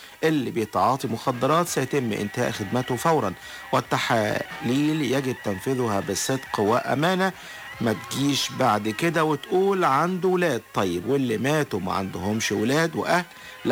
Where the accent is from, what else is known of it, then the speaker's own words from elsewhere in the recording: Egypt; لأن احنا مصريين مع بعضنا البعض